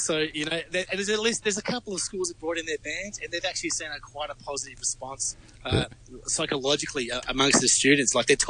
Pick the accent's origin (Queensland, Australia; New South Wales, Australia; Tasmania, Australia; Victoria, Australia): Victoria, Australia; speaking about Victoria, my home state